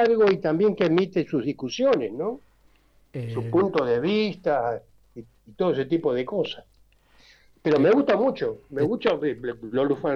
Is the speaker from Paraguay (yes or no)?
no; Buenos Aires, Argentina; Yo soy muy porteño, ¿viste? Muy porteño.